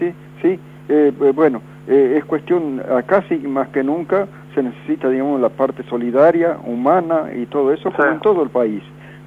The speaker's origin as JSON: {"language": "Spanish", "region": "Salta", "country": "Argentina", "tie": "born there", "said": "En Salta."}